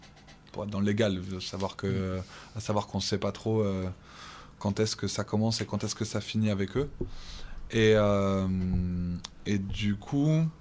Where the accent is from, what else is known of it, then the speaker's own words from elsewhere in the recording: France; nous en tant que Français on peut un peu s'en saisir